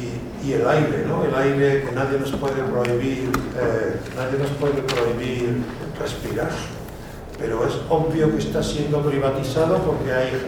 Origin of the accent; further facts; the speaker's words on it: Spain; Yo, que soy español, veo no solamente cómo se está descomponiendo mi país